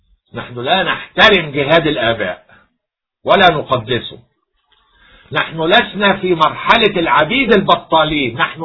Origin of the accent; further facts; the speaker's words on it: Egypt; كل شيء عندنا في مصر نحن الأوائل فيه